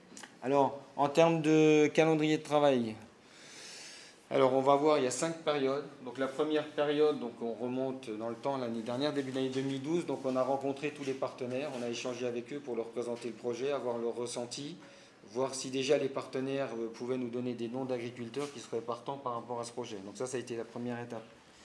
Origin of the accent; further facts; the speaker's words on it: Normandy, France; chez nous en Normandie